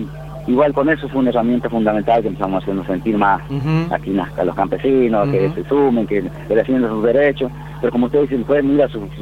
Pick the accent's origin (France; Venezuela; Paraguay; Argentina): Argentina; Monte Quemado, Santiago del Estero; Sí, yo soy de Monte Quemado.